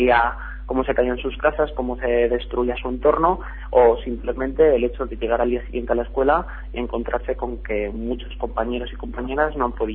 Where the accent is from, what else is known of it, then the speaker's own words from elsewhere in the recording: Spain; ahora mismo nos encontramos tres personas que procedemos del Estado español